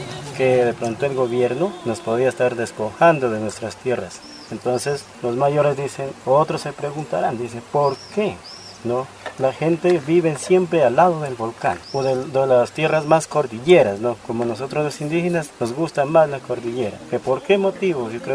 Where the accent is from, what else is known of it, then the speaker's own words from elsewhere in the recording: Putumayo, Colombia; hay uno allá en mi tierra, en Putumayo también hay